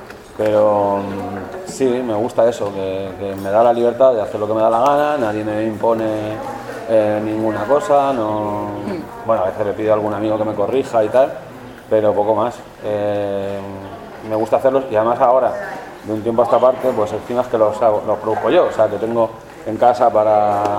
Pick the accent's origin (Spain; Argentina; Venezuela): Spain; Madrid, Community of Madrid; como soy madrileño, no me cuesta gritar.